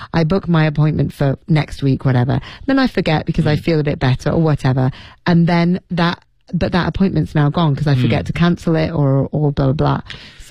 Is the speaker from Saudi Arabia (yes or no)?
no; United Kingdom; It's not just here, as I say, in my home country of the UK, of the English National Health Service has had to use the stick.